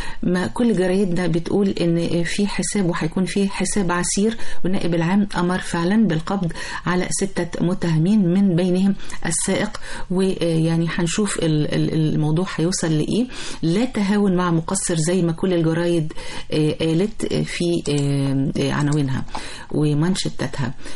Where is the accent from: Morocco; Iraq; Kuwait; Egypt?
Egypt; طبعا الواحد بيفتخر والله ان هو مصري الى ابد الابدين ان شاء الله